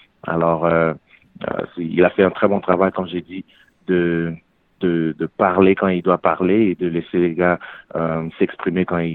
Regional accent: Canada; J'ai grandi au Canada, j'ai joué au Canada.

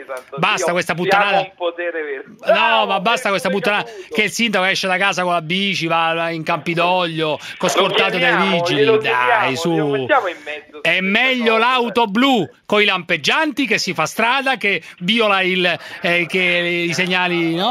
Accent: Rome, Lazio, Italy; Ma che c'entra che sono di Roma?

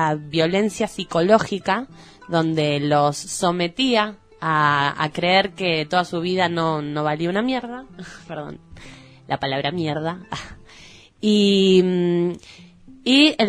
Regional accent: Junín, Buenos Aires Province, Argentina; Y bueno... yo soy de Junín, como ya dije. Este fin de semana fui a ver a mi familia

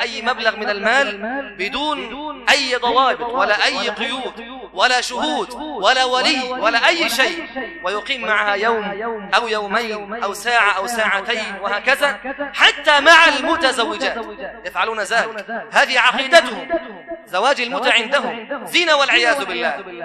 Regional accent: Egypt; بلادنا مصر الحبيبة بلاد سنية

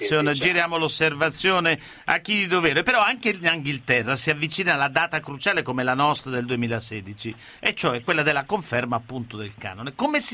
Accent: Turin, Piedmont, Italy; anche se sono torinese

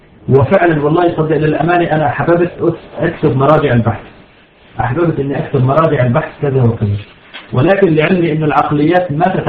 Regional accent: Syria; سرايا الدفاع عندنا في سوريا

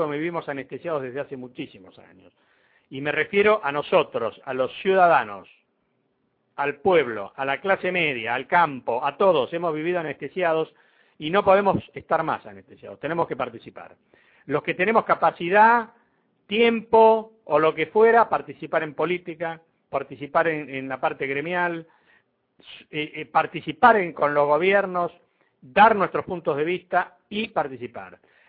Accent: Argentina; Todos somos argentinos.

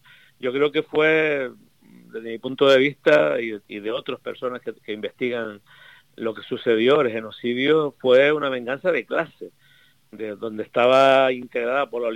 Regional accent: Canary Islands, Spain; que yo soy de Gran Canaria, pero te estoy hablando de Tenerife ahora

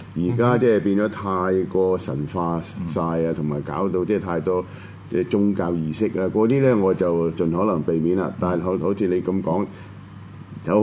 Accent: China; 可能我中國人佢唔睬我。

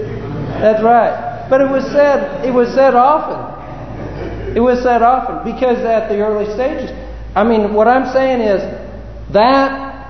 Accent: California, United States; Remember that one of the challenges, of course, didn't affect me much because I came from California.

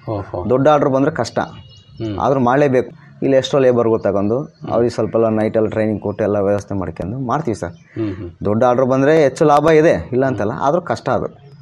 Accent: Kaddirampura, Karnataka, India; ಕಡ್ಡಿರಾಮಪುರ, ನಮ್ಮೂರು, ವಿಜಯನಗರ ಜಿಲ್ಲೆ

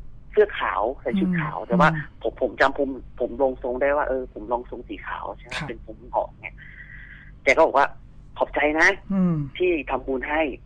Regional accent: Prachin Buri, Thailand; moved away as an adult; also born or lived in Bangkok; หลังจากที่ผมจบมัธยมจากปราจีนบุรีนะครับบ้านผมอยู่ปราจีนบุรีใช่ไหมครับ ก็มาเรียนต่อที่สังเสาที่กรุงเทพนะครับ

